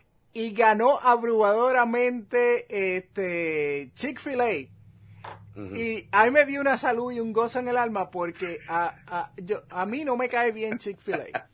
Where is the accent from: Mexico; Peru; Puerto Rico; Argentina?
Puerto Rico; moved away; Ya muchos de esos items que eran de los favoritos creciendo en Puerto Rico no existen acá.